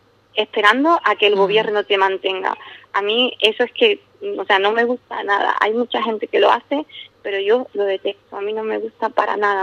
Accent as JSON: {"language": "Spanish", "region": "South", "country": "Spain"}